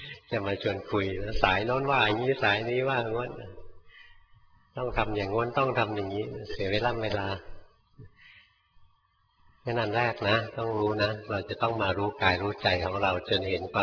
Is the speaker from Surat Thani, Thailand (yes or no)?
no; Bangkok, Thailand; หลวงพ่อเป็นคนกรุงเทพเกิดในกรุงเทพนะโตอยู่ในกรุงเทพจนแก่อยู่ในกรุงเทพแล้วไปบวชอยู่เมืองการ